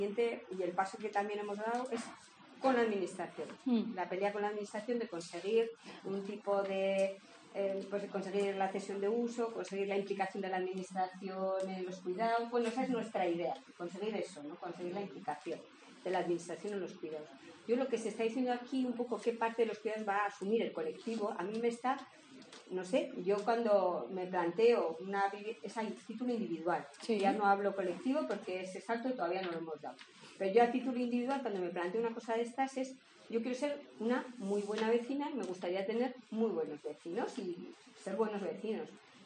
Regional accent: Pamplona, Navarre, Spain; venimos de Pamplona

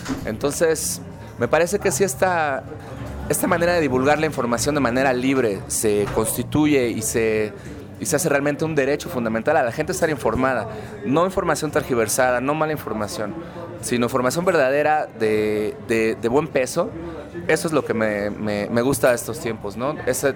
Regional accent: Mexico; yo voy a hablar personalmente de pues, mi tierra, ¿no? De México y de Latinoamérica, de este continente.

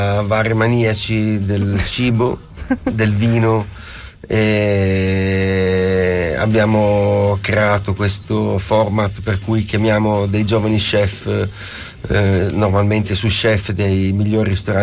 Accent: Emilia-Romagna, Italy; also born or lived in Sicily, Italy; No, sono siciliano, però sono cresciuto in Romagna

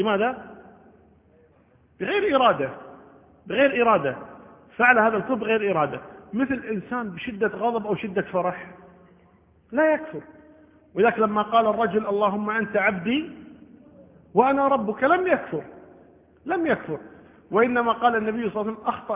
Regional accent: Kuwait; عندنا بالكويت

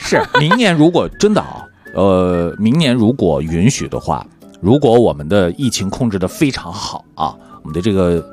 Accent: China; 当然，对于我们中国人来讲啊， 这个月份牌的更换啊

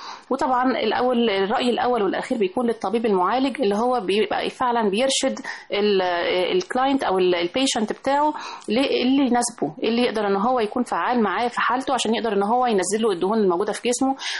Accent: Egypt; عندنا في مصر لسه بينزل حاجات

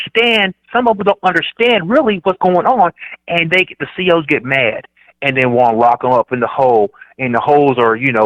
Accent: Dayton, Ohio, United States; Cause I'm from Dayton, Ohio. So Ohio was bad, but the max, our max prison was in Chillicothe.

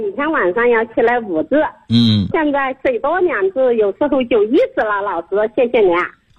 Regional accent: Lu'an, Anhui, China; 我是来自安徽六安的老师。

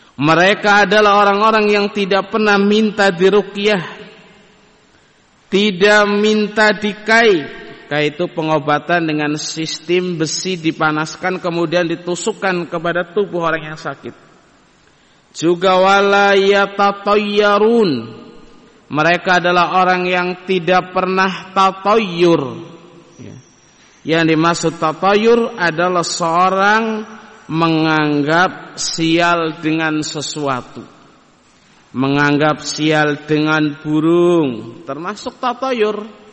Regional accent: Banyumas, Central Java, Indonesia; Kita orang Banyumas jangan berani keluar hari Sabtu. hari apesnya orang Banyumas

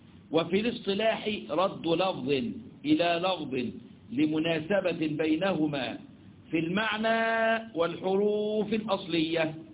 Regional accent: Egypt; عندنا في مصر بيقولوا عليها ايه؟ الكوشة. ما احنا لنا مصطلحات يا اولاد

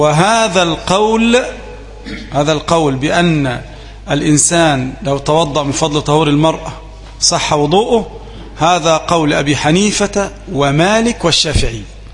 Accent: Egypt; لكن نحن كمصريين نطلق على النهر الايه؟ البحر، يعني النهر اللي احنا اللي قدام القرية ده اللي ماشي ده بنسميه البحر

